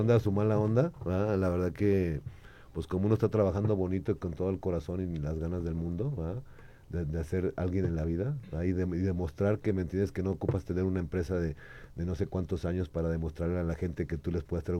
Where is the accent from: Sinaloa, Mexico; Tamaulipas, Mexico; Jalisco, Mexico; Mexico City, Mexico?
Jalisco, Mexico; que son mis paisanos, que somos de Jalisco, ¿va?